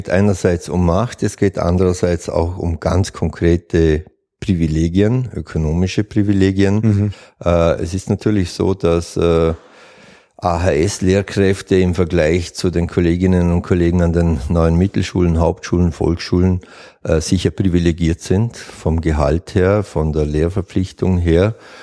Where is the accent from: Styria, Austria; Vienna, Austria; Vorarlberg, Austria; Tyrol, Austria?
Vorarlberg, Austria; Nein, ich bin Vorarlberger